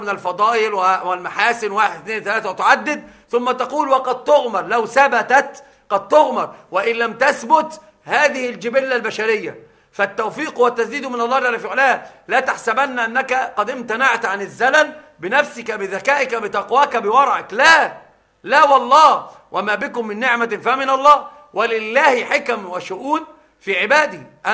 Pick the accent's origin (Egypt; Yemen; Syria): Egypt; Upper Egypt; يحلفون عندنا في الصعيد بالبخاري، يحسبونه قرآنا.